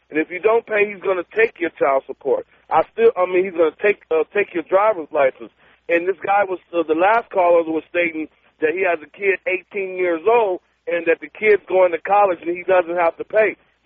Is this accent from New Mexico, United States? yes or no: no; San Francisco, California, United States; I'm from San Francisco, and I'm a Class A driver.